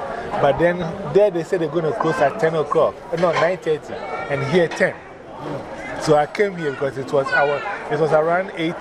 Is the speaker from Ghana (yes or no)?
yes; Ghana; English is a second language; I was coming from Ghana. So I knew chicken.